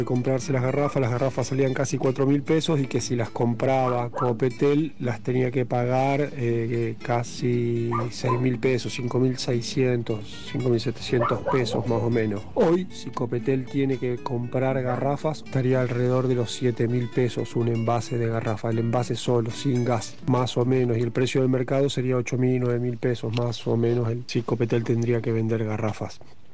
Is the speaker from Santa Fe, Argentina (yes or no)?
yes; Santa Fe, Argentina; yo soy de la ciudad de Santa Fe, capital